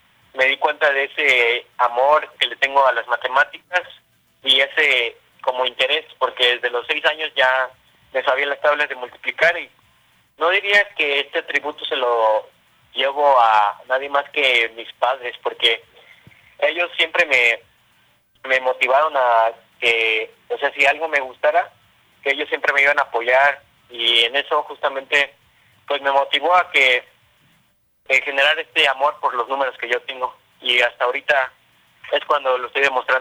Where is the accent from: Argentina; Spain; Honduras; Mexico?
Mexico; Ciudad Altamirano, Guerrero; soy originario de Ciudad Altamirano, Tierra Caliente, en el estado de Guerrero. Sí. Tengo 15 años.